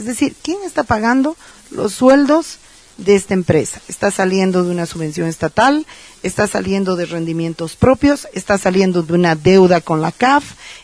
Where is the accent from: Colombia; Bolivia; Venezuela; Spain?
Bolivia; porque somos los bolivianos los que la pagamos y las bolivianas las que la pagamos.